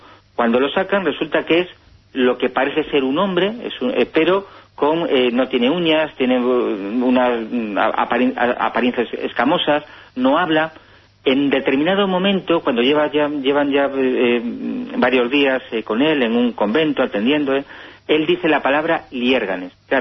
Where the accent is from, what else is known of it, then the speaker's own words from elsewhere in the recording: Santander, Cantabria, Spain; now in Ourense, Spain; yo ahora pues vivo en Orense, pero yo vengo de Santander. Yo he vivido a unos 30 kilómetros de Liérganes, ¿no? Una población preciosa, muy cercana a la bahía de Santander.